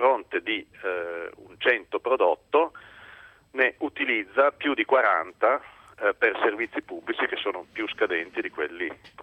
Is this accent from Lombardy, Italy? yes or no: no; Piedmont, Italy; alcune regioni del nord che non funzionano, tra cui la mia, io sono piemontese